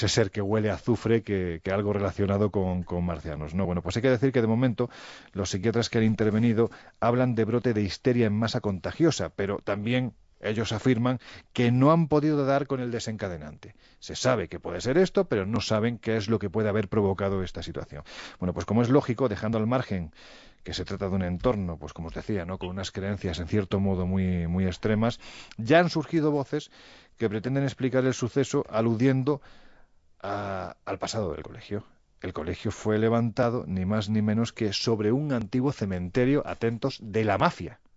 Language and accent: Spanish; Andalusia, Spain; Sí, yo soy andaluz, a mí me da miedo.